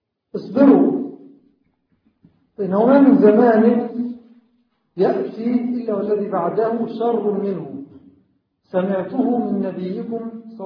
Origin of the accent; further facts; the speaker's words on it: Egypt; هذه الأيام كما هو معلوم تمر بلدنا مصر بأحداث مؤسفة